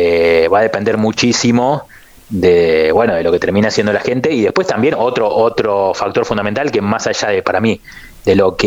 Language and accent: Spanish; Argentina; Yo creo, a ver, nosotros somos argentinos, yo no voy a dejar de ponerme de ese lugar.